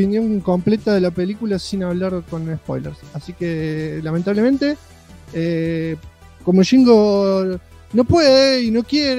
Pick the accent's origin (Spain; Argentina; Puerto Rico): Argentina; Mar del Tuyú, Buenos Aires Province; Otro día, por mi pueblo, Mar del Tuyún, en ese entonces